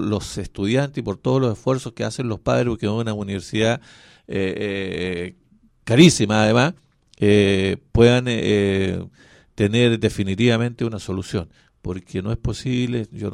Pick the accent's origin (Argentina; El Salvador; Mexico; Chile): Chile; Pero claro, pues, si somos chilenos.